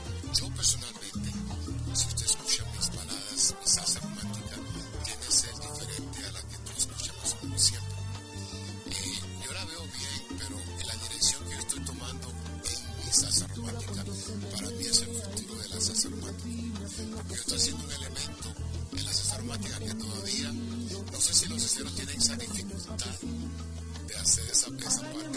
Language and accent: Spanish; United States; que yo me crié en los Estados Unidos